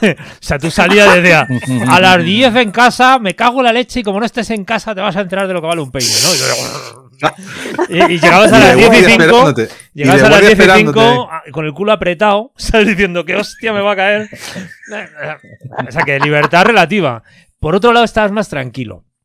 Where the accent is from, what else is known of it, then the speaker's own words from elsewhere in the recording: Madrid, Community of Madrid, Spain; yo soy de Madrid.